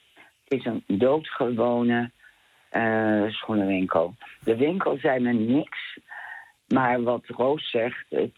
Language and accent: Dutch; Amersfoort, Utrecht, Netherlands; also born or lived in Hengelo; Ik werd in Hengelo geboren in 1938. Mm-hmm. En we zijn in 1939 verhuisd naar Amersfoort, naar de Madurastraat.